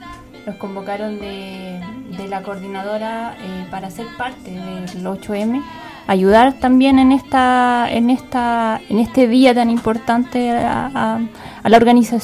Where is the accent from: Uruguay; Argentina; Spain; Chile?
Chile; que nos convocan como mujeres y como chilenas, pues.